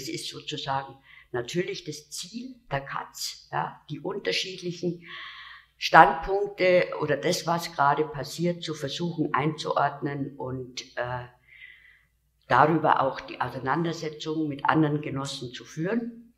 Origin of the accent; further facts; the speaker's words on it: Munich, Bavaria, Germany; Ich komme aus München, deswegen bin ich jetzt nicht so wahnsinnig oft in Berlin zu sehen.